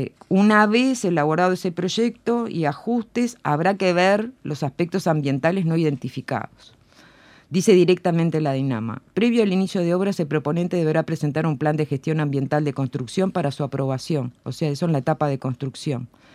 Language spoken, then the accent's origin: Spanish; Montevideo, Uruguay; Montevideo, yo soy montevideana, vivo en Sayago, Montevideo queda dividida en este y oeste.